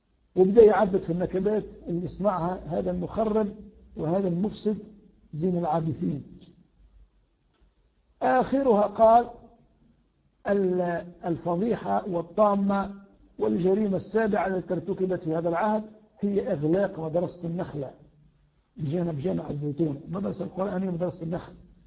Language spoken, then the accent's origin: Arabic; Tunisia; علينا أن لا نتبع هذا العرف في بلدنا تونس